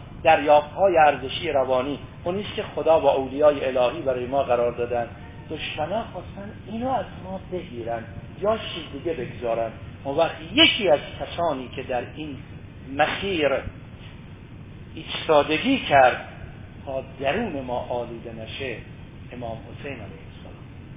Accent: Iran; خب شب آخر سال شمسی ما ایرانیام هست

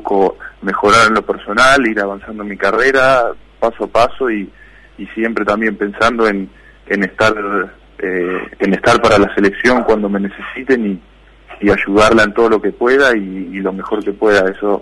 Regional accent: Argentina; now in Spain; yo como argentino quiero que se solucione y que le vaya bien a todos

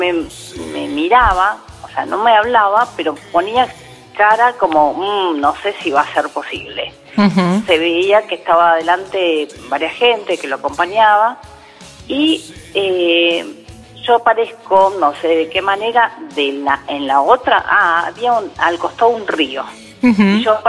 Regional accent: Buenos Aires, Argentina; Soy oriunda de Palermo Viejo.

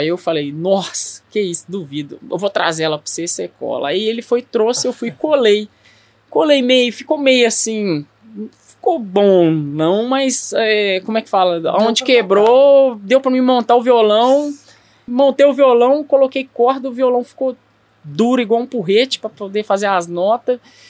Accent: Belo Horizonte, Minas Gerais, Brazil; Eu nasci e fui criado no Barreiro.

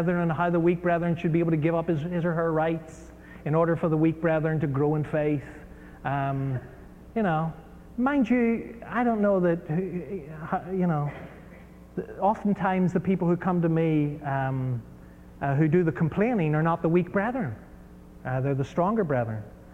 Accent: Ireland; also born or lived in United States; I mean, I was brought up in Ireland where, you know

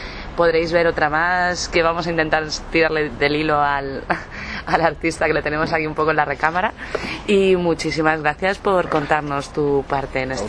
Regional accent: Galicia, Spain; A lo mejor es porque soy gallega y esto de la morriña

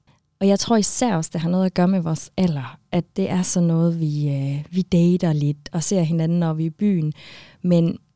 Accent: Aalborg, North Denmark Region, Denmark; Vi kommer fra Aalborg-området, begge to.

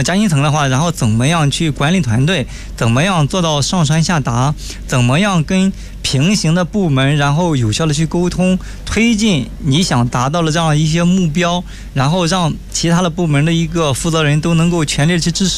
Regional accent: Shandong, China; moved away as an adult; now in Beijing, China; 然后呢尤其他当我从山东来到了北京然后做总裁助理的时候

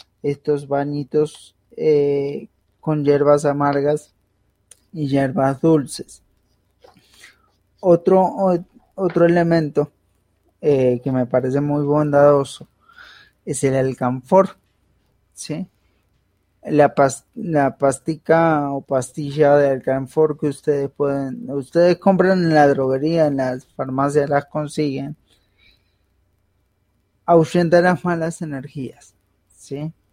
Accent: Buenos Aires Province, Argentina; now in Colombia; No soy porteño, soy bonaerense.

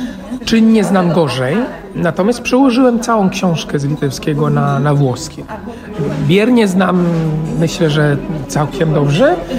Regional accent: Italy; Polish is a second language; now in Poland; bardzo kocham Włochy. Natomiast uwierała mnie ta kultura. Być może tego, że też pochodzę z niezbyt dużego miasta

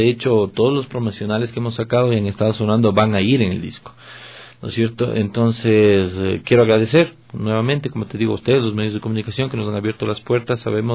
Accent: Ecuador; cuando yo realmente me considere que soy un ecuatoriano de exportación, he de pensar en salir al extranjero.

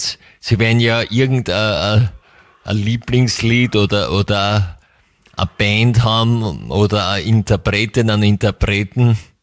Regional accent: Vienna, Austria; für mich als, zumindest als Wienerin, hat es schon ein klar südliches Flair

